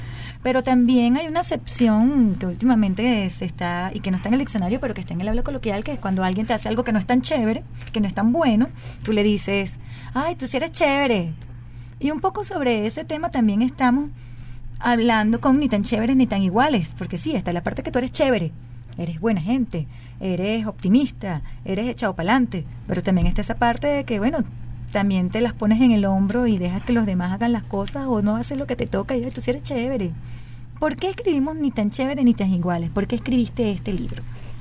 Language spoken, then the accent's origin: Spanish; Venezuela; nos retrata como venezolanos.